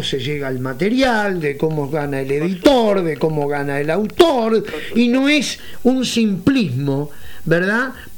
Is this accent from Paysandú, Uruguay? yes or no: no; Montevideo, Uruguay; nosotros somos de Montevideo, hace pocos días cumplí 57, Andamos por todo el interior del país